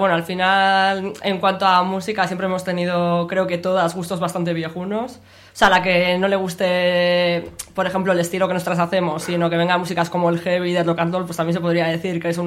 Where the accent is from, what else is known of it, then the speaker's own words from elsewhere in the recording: Bilbao, Basque Country, Spain; Pues nosotras somos de Bilbao, yo soy de Uribarri y Vicky es de Indautxu.